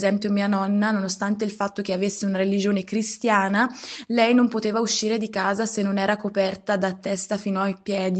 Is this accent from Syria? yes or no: yes; Syria; quello che sta accadendo nel mio paese